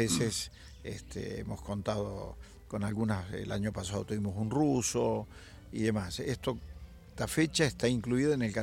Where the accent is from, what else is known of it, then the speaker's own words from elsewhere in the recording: Córdoba, Argentina; Yo soy de Córdoba y bueno, tenemos este lugar que es privilegiado para los cordobeses